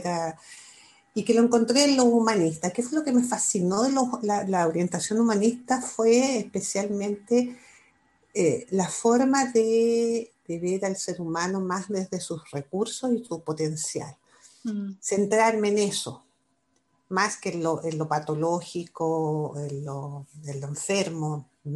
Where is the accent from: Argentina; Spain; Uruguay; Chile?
Chile; soy de aquí, soy de allá, o sea, soy ciudadana del mundo en ese sentido. Es algo que nunca dejé de mantener la conexión con Chile y con mi gente